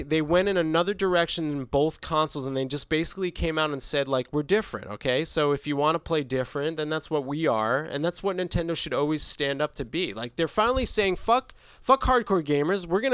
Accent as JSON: {"language": "English", "region": "New Jersey", "country": "United States", "said": "I'm from New Jersey, dude."}